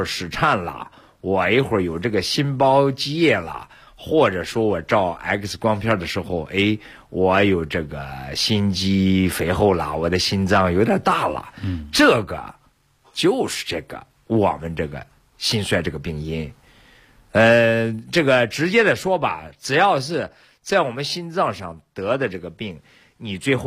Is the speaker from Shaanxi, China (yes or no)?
yes; Shaanxi, China; 我是陕西人嘛，我就记得有一次。